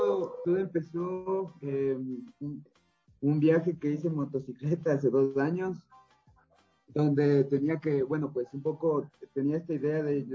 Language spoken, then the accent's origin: Spanish; Quito, Pichincha, Ecuador; Mis padres, mi familia es de Loja, del sur. Yo soy quiteño, nací aquí, viví aquí